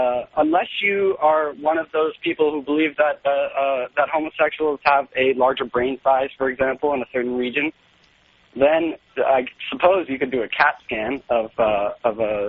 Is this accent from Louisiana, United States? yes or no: no; Sacramento, California, United States; well, I'm from Sacramento